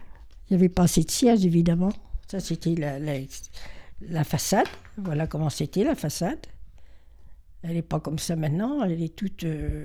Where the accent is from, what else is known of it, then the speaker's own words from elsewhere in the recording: Serre, France; born there; Je suis née à Serre. Maman avait déjà le bar, épicerie.